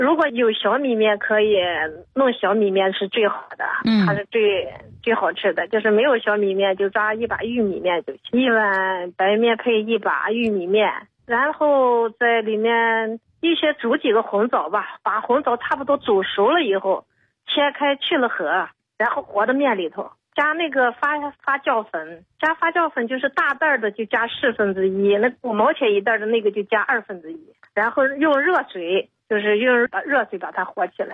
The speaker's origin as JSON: {"language": "Chinese", "region": "Shanxi", "country": "China", "said": "我是山西人。"}